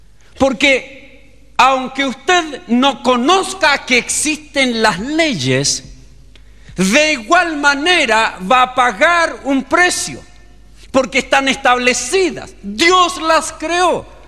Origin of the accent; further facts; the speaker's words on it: Chile; No, yo soy chileno